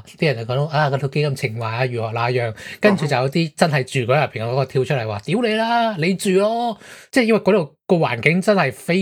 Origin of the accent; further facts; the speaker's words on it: Hong Kong; 即系日本仔搞九龙城寨仲多过我哋香港人自己玩